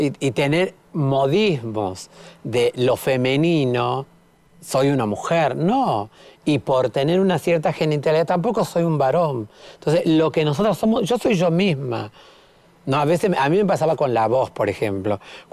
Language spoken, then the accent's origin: Spanish; Salta, Argentina; yo cuando digo soy salteña, y soy todo lo que la salteñidad es, digamos. Soy fruto de esa salteñidad.